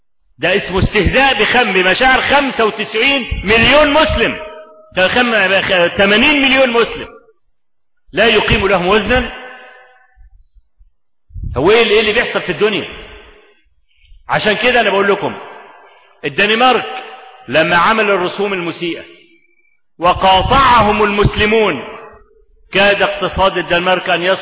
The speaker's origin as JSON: {"language": "Arabic", "country": "Egypt", "said": "وهو موجود عندنا في مصر لحد النهارده"}